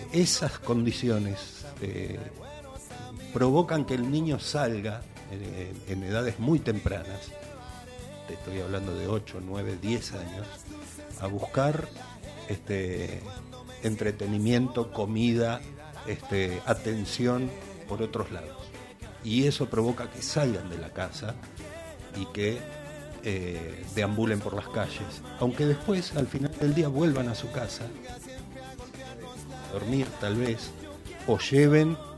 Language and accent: Spanish; Quilmes, Buenos Aires Province, Argentina; mi amada calle Mozart, donde nací y crecí, en Quilmes.